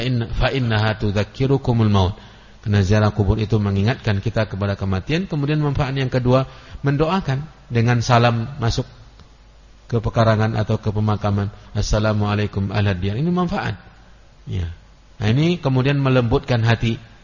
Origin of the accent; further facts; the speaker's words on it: Kampar, Riau, Indonesia; saya dalam bahasa Kampar itu, ya, khusus di kampung saya, itu ada istilah-istilah benda yang saya tidak mengetahui maknanya